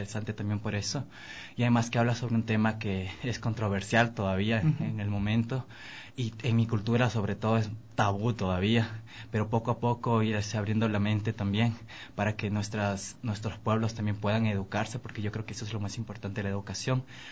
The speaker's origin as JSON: {"language": "Spanish", "town": "Archidona", "region": "Napo", "country": "Ecuador", "said": "Yo soy de la Amazonía. Soy perteneciente a un pueblo ancestral de Archidona."}